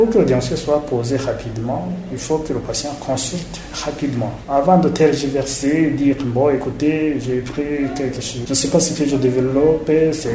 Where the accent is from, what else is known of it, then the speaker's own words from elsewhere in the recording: Burundi; Chez nous, au Burundi, effectivement, cette maladie existe.